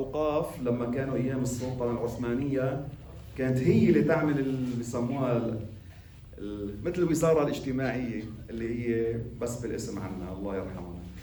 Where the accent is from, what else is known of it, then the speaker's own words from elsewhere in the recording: Lebanon; قلت لكم مرة كان عندنا بلبنان نحن هون وقف اسمه وقف الصحن.